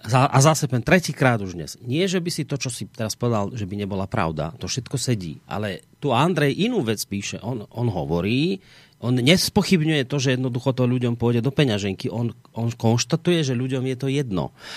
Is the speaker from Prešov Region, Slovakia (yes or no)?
no; Banská Bystrica, Banská Bystrica Region, Slovakia; Kedy 4 roky dozadu sme tu mali u nás v Bystrici návštevu tam z Nemecka jedna pani